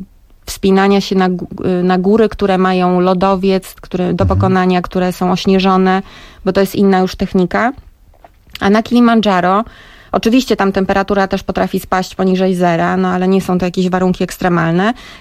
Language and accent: Polish; Gdańsk, Pomeranian Voivodeship, Poland; Ja jestem człowiekiem z nadmorza, jestem dziewczyną z Gdańska i z tym Gdańskiem byłam absolutnie związana.